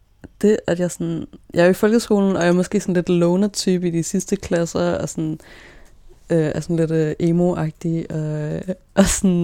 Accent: Roskilde, Zealand, Denmark; I Roskilde. Jeg blev født i Roskilde. Og det der, jeg sådan bor og vokser op

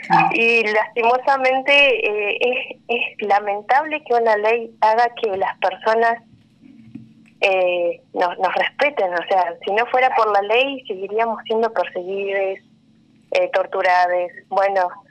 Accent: Neuquén, Argentina; Y acá en Neuquén, bueno, yo soy de Neuquén

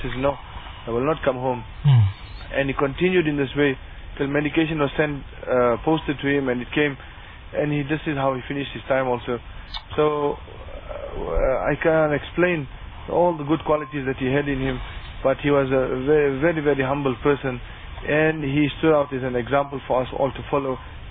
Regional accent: Bethal, Mpumalanga, South Africa; I'm from Bethal.

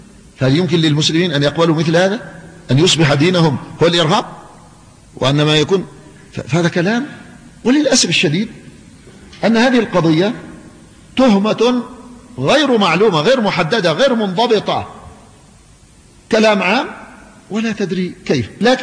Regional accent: Yemen; فأنا مواطن يمني

